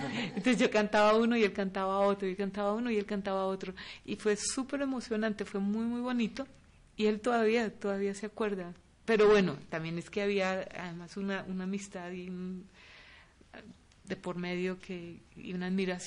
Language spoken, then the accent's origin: Spanish; Los Llanos, Colombia; yo soy de Los Llanos y yo crecí escuchando música, sobre todo de Venezuela y cosas de Venezuela. Con Los Llanos compartimos la misma música.